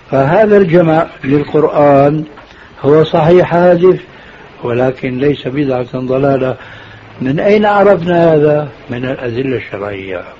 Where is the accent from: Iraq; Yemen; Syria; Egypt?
Syria; كما يقولون عندنا في سوريا